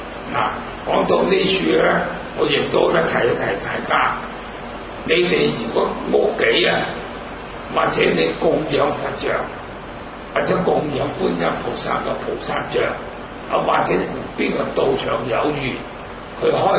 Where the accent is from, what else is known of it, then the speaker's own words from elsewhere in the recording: Zhongshan, Guangdong, China; 我係中山人，